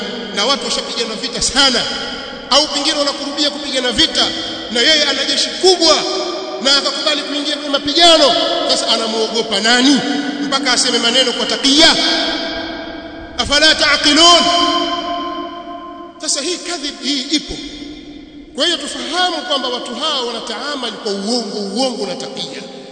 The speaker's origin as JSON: {"language": "Swahili", "country": "Tanzania", "said": "sote sisi ni Watanzania, sote Watanzania"}